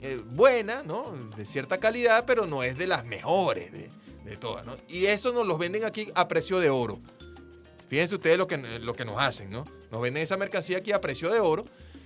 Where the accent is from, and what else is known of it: Venezuela